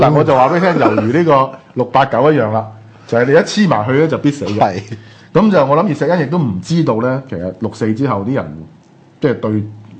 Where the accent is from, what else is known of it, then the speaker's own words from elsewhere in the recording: China; 所以你好多時候我哋中國人評價個人物咧，所謂蓋棺定論